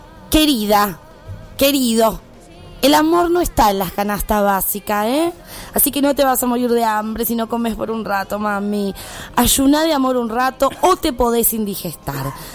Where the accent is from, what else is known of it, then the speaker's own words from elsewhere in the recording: Santiago del Estero, Argentina; born there; Yo nací en Santiago del Estero